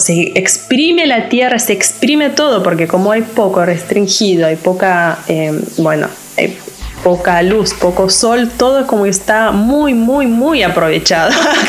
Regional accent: Lithuania; first language Lithuanian; Spanish is a second language; Pero no manejo el idioma 100% como manejo el lituano. Y extraño hablar en lituano, extraño jugar con el idioma. Extraño, bueno, mi familia, mi tierra

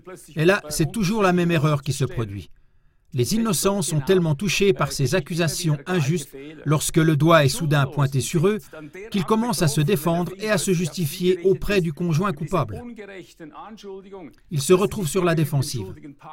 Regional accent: Switzerland; chez nous en Suisse, des doses de vaccins que nous avons payées

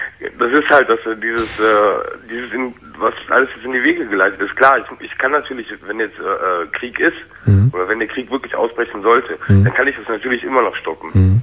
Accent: Germany; born or raised there; also born or lived in Turkey

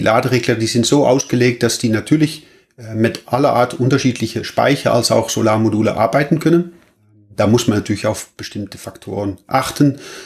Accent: Netherlands; now in Germany; Ich bin auch Holländer und wohne allerdings in Deutschland.

